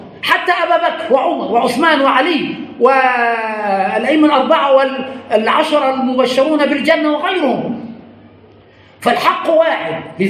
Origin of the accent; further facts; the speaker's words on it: Egypt; وعندنا في مصر نقرأ بقراءة حفص.